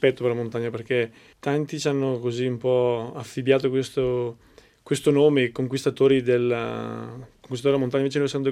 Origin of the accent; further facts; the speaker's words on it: Valfurva, Lombardy, Italy; born there; sono nato in Valfurva, è una valle incastonata nelle montagne